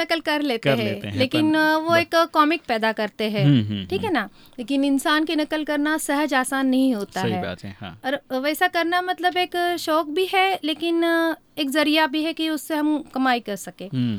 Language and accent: Hindi; Mumbai, Maharashtra, India; मैं बॉम्बे से हूँ